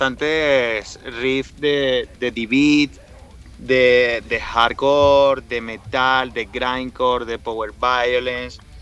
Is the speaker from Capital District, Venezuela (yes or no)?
yes; Caracas, Capital District, Venezuela; moved away; somos emigrantes, estamos dejando nuestra tierra. Somos emigrantes de Venezuela, de Caracas, del Caribe.